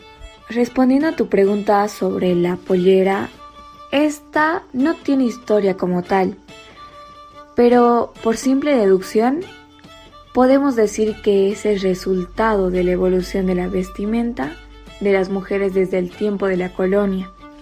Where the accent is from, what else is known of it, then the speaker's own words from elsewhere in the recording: Tarija, Bolivia; born there; tengo 17 años, nací en Bolivia, en el departamento de Tarija.